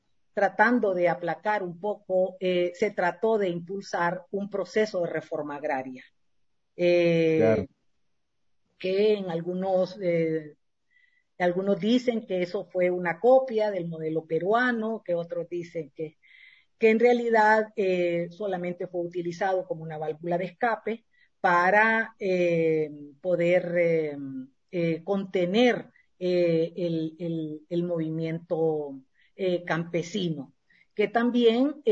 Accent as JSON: {"language": "Spanish", "town": "Tegucigalpa", "region": "Francisco Morazán", "country": "Honduras", "tie": "born there", "said": "Yo nací en Tegucigalpa, Honduras, un 17 de noviembre de 1957, o sea que este año voy a cumplir 65 años."}